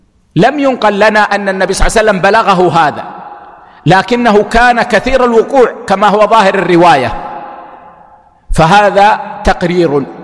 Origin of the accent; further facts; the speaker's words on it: Kuwait; مثل عندنا في الكويت هنا ما يلبسون العمامة المكورة